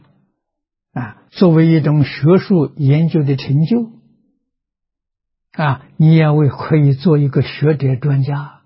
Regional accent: China; 我们中国人讲到家了啊，说功夫到家了啊

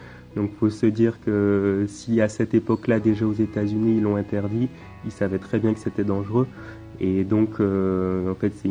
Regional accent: Martinique; moved away as an adult; now in Saint-Lattier, France; ben, bonjour … j'ai 27 ans, j'habite dans l'Isère à Saint-Lathier. Je suis originaire de la Martinique, moi je suis né là-bas, j'y ai grandi. Aujourd'hui donc je suis installé dans l'Isère là depuis 3 ans

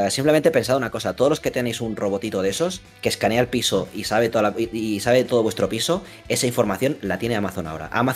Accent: Catalonia, Spain; Soy catalán, tío.

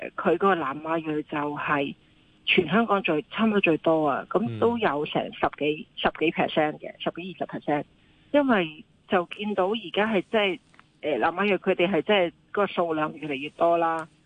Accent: China; 就算我哋中國人啊，都覺得非常之難過。

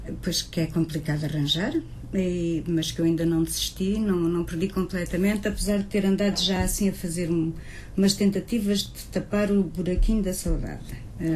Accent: Nampula, Mozambique; moved away; E eu fiz a minha juventude toda em Moçambique, em Nampula, no norte.

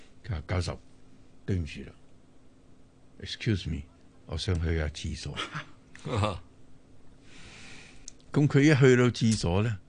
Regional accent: China; 我哋中国人成日话，我哋去外地都会水土不服。

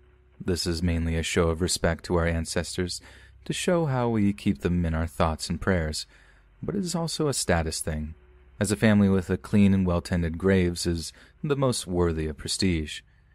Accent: Hong Kong; You see, I'm from Hong Kong and I work at Pok Fu Lam Cemetery

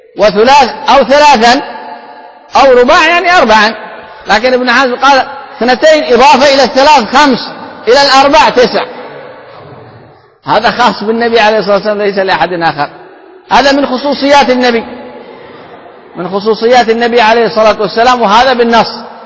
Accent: Yemen; كما هذا هو عندنا في اليمن

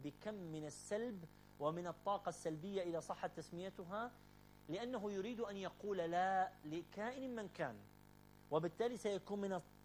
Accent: Iraq; هذا كله موجود في وعينا وفي لاوعينا كعراقيين

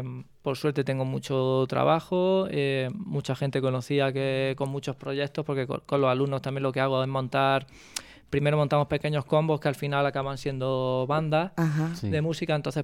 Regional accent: Orcera, Andalusia, Spain; Mi casa siempre va a ser Orcera, ¿no? Mi pueblo

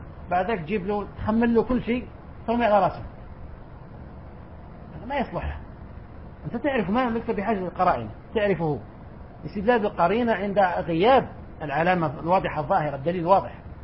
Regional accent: Algeria; وعندنا في الجزائر أيضا كان الأمر كذلك.

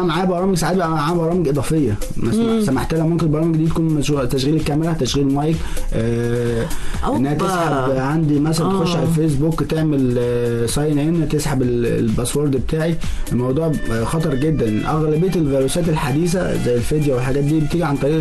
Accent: Egypt; طبعا احنا عندنا في مصر بنعمل تحديث

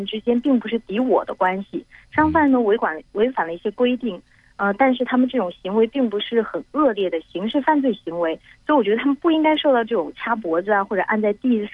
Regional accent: Jiangxi, China; now in Shenzhen, China; 因为我老家是江西嘛，

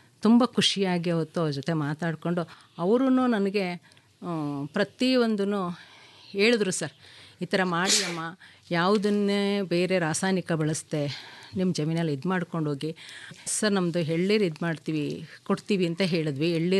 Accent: Bhadravati, Karnataka, India; born there; now in Arakere, India; ನಾನು ಹುಟ್ಟಿದ್ದು ಶಿವಮೊಗ್ಗ ಜಿಲ್ಲೆ ಭದ್ರಾವತಿಯಲ್ಲಿ. ನಾನು ಮದುವೆ ಆಗಿ ಬಂದಿದ್ದು ಅರಕೆರೆ ಗ್ರಾಮ, ಶ್ರೀರಂಗಪಟ್ಟಣ ತಾಲೂಕು ಅರಕೆರೆ ಗ್ರಾಮ.

